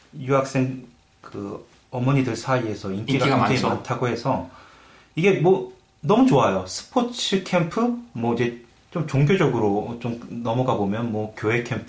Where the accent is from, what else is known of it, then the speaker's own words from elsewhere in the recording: South Korea; now in London, United Kingdom; 저희가 한국에서 학창 시절을 보냈던 사람 입장에서는 상상도 못할 일이죠.